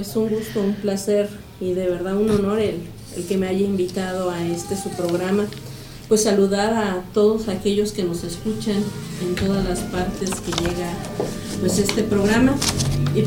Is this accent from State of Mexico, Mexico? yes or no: yes; Ozumba, State of Mexico, Mexico; also born or lived in Amecameca; estoy radicando en el municipio de Ozumba, pero desde muy pequeña me fui de aquí de Amecameca y me fui a radicar a Ozumba, donde pues siendo parte de una familia campesina